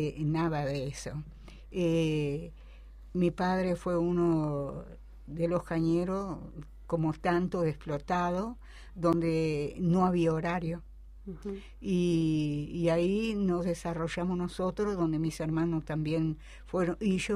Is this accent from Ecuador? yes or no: no; Salto, Uruguay; also born or lived in Tranqueras / Bella Unión; Nací en Tranqueras Rivera. Nos vinimos para Departamento Salto, donde mi padre fue cañero en el Espinillar, perteneciente al Estado. Más tarde yo me voy para Bella Unión, siendo muy jovencita, y a partir de ahí mi vida se desarrolla en Bella Unión, Departamento Artigas.